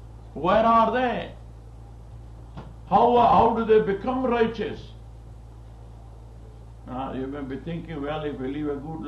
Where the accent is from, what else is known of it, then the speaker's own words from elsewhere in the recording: India; Now, I am here. I was born in India, educated in India.